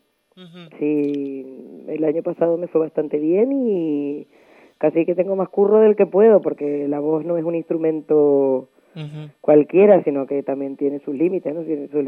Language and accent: Spanish; Canary Islands, Spain; Y que yo soy de aquí, ¿sabes? Eso lo llevo yo en los genes y en todos sitios, yo me siento canaria.